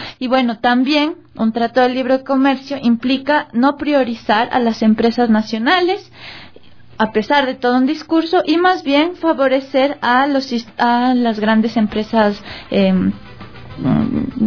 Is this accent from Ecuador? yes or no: yes; Ecuador; jóvenes, mujeres, hombres de las ciudades, pero como ecuatorianos